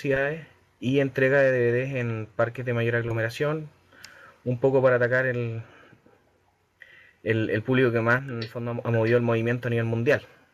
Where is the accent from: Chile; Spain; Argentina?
Chile; de Chile.